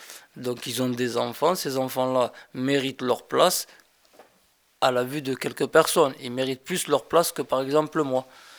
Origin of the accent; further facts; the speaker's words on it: Villeneuve-sur-Lot, Nouvelle-Aquitaine, France; born there; À Villeneuve-sur-Lot, dans le Lot-et-Garonne. Dans le 47.